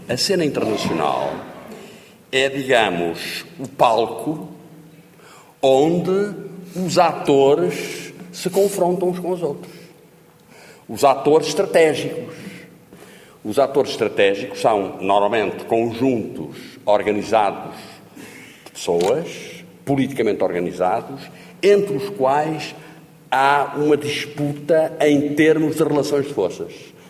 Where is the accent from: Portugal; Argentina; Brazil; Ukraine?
Portugal; Norte; estou a falar para gente do Norte, de onde eu sou, do Porto, onde eu estudei